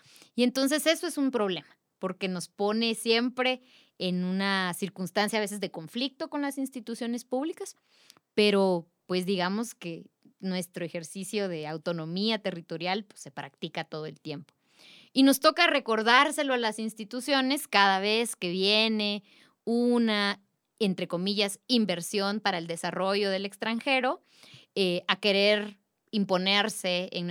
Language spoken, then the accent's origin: Spanish; Totonicapán, Guatemala; de Totonicapán, somos electos en asamblea para prestar un servicio a la comunidad.